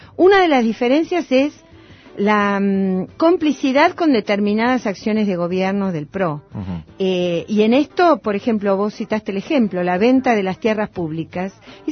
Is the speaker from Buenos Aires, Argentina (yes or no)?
yes; Buenos Aires, Argentina; En mi barrio, yo soy de Villa Crespo